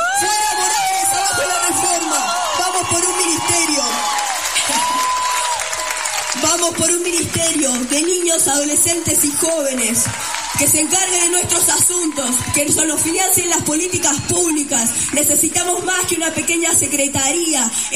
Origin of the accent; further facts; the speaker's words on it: Mendoza, Argentina; vengo de Mendoza